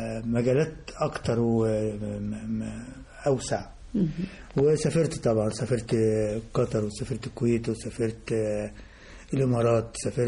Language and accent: Arabic; Faiyum, Faiyum Governorate, Egypt; كان عندنا في البلد، احنا انا من الفيوم